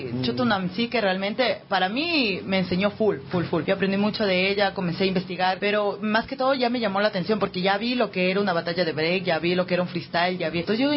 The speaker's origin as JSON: {"language": "Spanish", "country": "Ecuador", "said": "yo comencé como rapera ecuatoriana"}